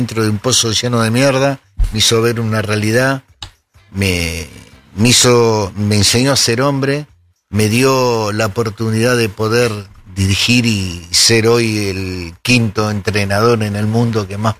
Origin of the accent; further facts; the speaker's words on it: Buenos Aires, Argentina; Donde me crié, en Parque de los Patricios. Uh-huh. Me crié ahí, después con el tiempo de grande chico, mis padres se mudaron para José Mármol.